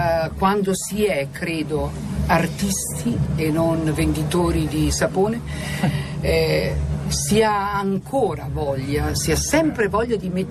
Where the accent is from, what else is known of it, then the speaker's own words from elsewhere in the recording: Goro, Emilia-Romagna, Italy; La mia infanzia a Goro è stata un'infanzia di grandi giochi.